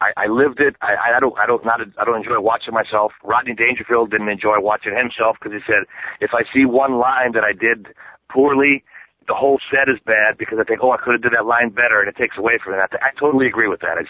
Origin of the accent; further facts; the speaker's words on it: Milwaukee, Wisconsin, United States; now in Chicago, United States; I'm from Milwaukee, but I live in Chicago, and it's 90 miles apart.